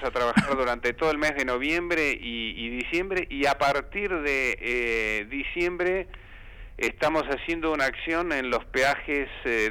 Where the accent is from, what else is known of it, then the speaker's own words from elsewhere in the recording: Santa Fe, Argentina; moved away; Cuando vine de mi pueblo de la provincia de Santa Fe, ansiaba fervorosamente conocer Radio El Mundo.